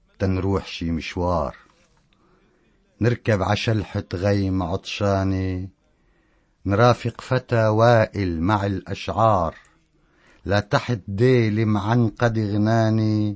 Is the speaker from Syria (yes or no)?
yes; Barmanet al-Mashayekh, Tartus Governorate, Syria; هي ضيعتي وشهادتي فيها مجروحة، برمانة المشايخ.